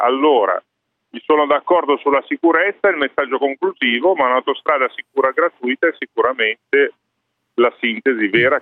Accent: Genoa, Liguria, Italy; io vengo da Genova, so bene che cosa ha voluto dire

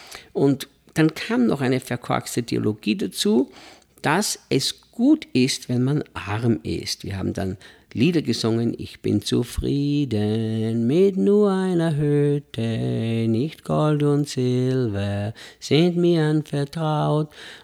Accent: Austria; Ich als Österreicher, als Europäer, wir sind ja Leute, die es kaum gelernt haben, in Stille zu leben

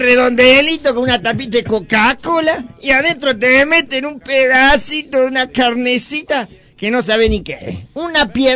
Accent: Tartagal, Salta, Argentina; Soy nacido, establecido, criado en Tartagal.

